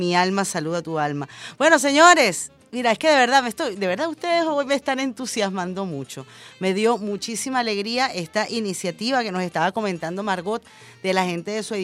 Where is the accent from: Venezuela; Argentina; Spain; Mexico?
Venezuela